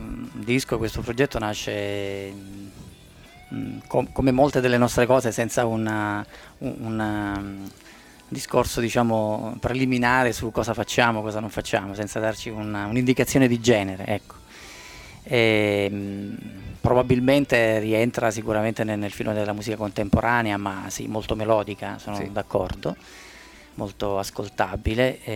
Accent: Basilicata, Italy; moved away; also born or lived in Calabria; io non sono calabrese, in realtà sono nativo della Basilicata, ma mi sento ormai un calabrese di adozione perché sono lì da tanti tanti anni

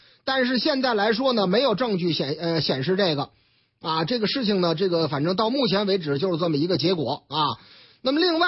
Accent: Shijiazhuang, Hebei, China; 打上我老家的主意了，石家庄吗？

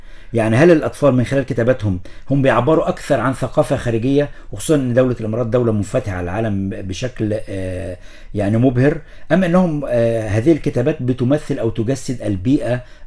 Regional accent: Egypt; زي مراكز الشباب عندنا في مصر بمعنى أصح.

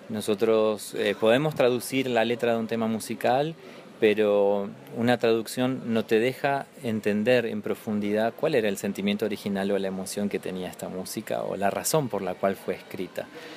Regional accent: Comodoro Rivadavia, Chubut, Argentina; born or raised there

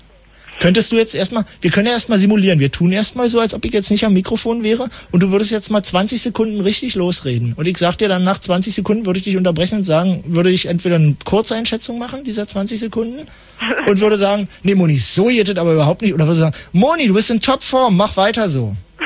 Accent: West Germany, Germany; kann ich nicht, ich bin aus dem Westen.

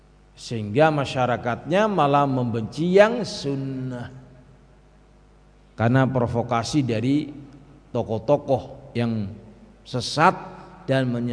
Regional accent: Java, Indonesia; orangnya orang Jawa ya, seperti kita orang Jawa Pak.

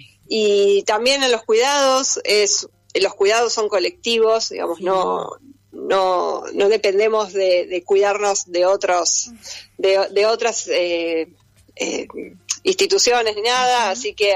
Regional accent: San Miguel, Buenos Aires Province, Argentina; Yo soy de San Miguel.

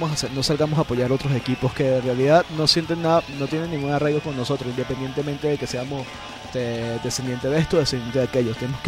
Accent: Venezuela; es hora de sentirnos orgullosos de ser quienes somos como venezolanos

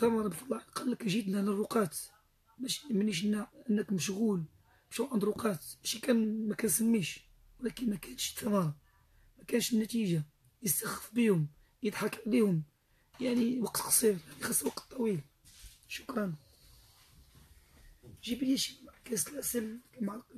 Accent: Biskra, Biskra Province, Algeria; أصلا من الجزائر نحن من الشيخ بسكرة

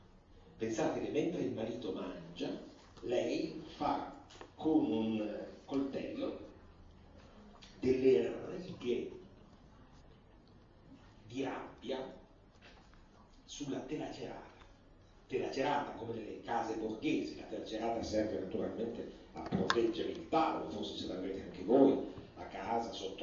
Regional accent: Piedmont, Italy; io vengo dal Piemonte, dalla mia origine

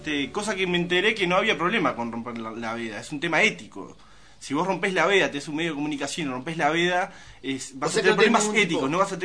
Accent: Uruguay; Somos uruguayos, ¿no? De arranque.

